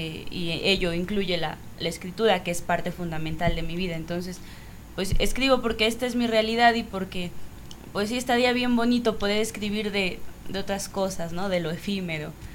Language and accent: Spanish; State of Mexico, Mexico; como mujer mexicana del Estado de México, que es el lugar con mayor índice de feminicidios en el país, de uno de los municipios ubicados hasta el principio de esa fila